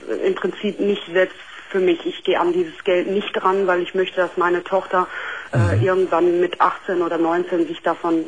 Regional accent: Syria; Ja, weil ich bin komme aus einem Land, wo das nicht so üblich ist. Also ich bin gebürtige, ich komme aus Syrien

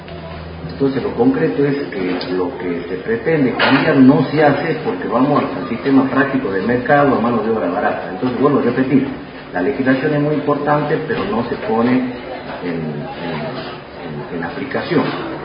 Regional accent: Tartagal, Salta, Argentina; iban a mi pueblo, a Tartagal. Nosotros somos muy ricos, pero somos muy pobres.

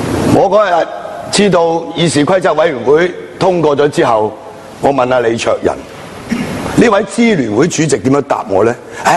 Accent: Hong Kong; 我哋香港人爭取一人兩票民主有一個小嘅進步向前行

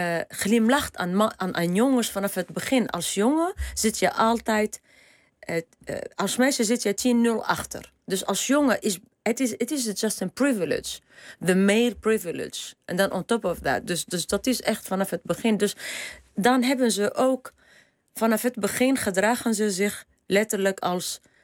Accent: Tunisia; ik ben opgegroeid in Tunesië op strand, op een zeer toeristische plek.

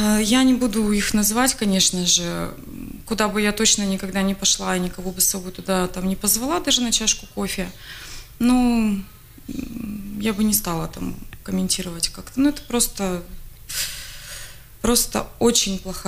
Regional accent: Ukraine; Я же с Украины.

